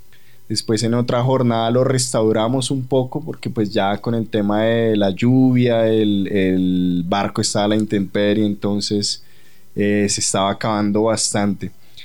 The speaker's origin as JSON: {"language": "Spanish", "region": "Bogotá", "country": "Colombia", "said": "a mí, pues, como bogotano, me duele ver eso."}